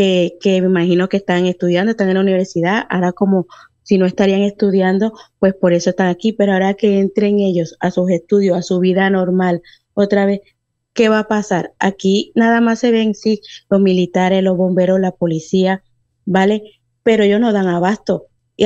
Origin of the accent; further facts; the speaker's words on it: Colombia; Porque claro, yo soy de Colombia